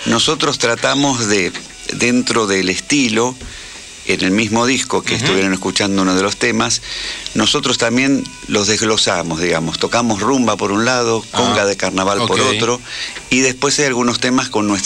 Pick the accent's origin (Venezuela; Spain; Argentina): Argentina; porque somos argentinos